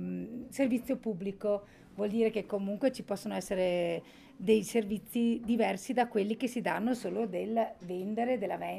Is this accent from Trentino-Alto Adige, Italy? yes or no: yes; Folgaria, Trentino-Alto Adige, Italy; abito a Folgaria da sempre, sono nata a Folgaria